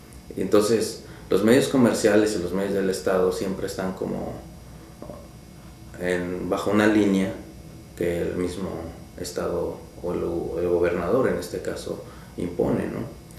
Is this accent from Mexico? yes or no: yes; Oaxaca, Mexico; soy del sur de México, del estado de Oaxaca.